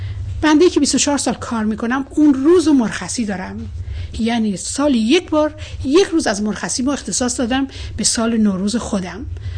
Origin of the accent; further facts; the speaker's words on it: Iran; ما میخواییم به عنوان یک ایرانی در کنار مشکلات هموطنان خودمون باشیم.